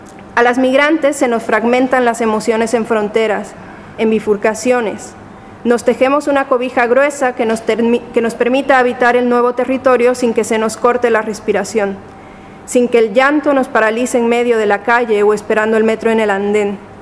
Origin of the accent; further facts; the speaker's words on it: Mexico; Como mexicana, los colores importan, recuerdan a comida, a casa, a familia.